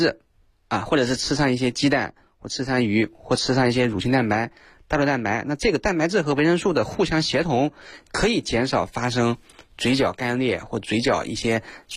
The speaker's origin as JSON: {"language": "Chinese", "region": "Hunan", "country": "China", "said": "像我们湖南人特别爱吃辣椒"}